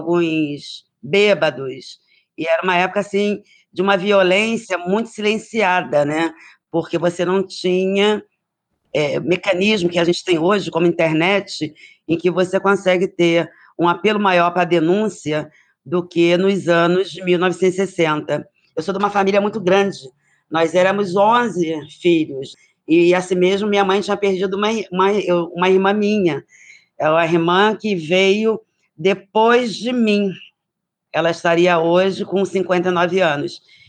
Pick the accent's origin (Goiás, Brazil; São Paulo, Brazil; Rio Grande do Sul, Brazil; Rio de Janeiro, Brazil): Rio de Janeiro, Brazil; Queimados; born there; Eu nasci em Queimados, né? Na verdade, naquela época, Queimados era distrito de Nova Iguaçu, Baixada Fluminense, né?